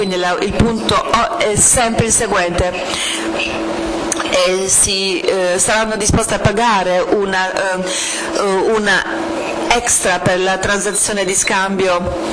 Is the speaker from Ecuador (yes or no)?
no; England, United Kingdom; Italian is a second language; vengo dall'Inghilterra, come potete sentire